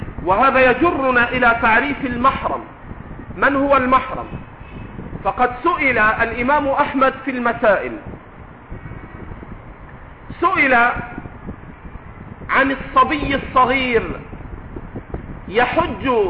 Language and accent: Arabic; Egypt; accent: Egyptian; وإن كنا نحن في لهجتنا المصرية نطلق العجوز على كل كبير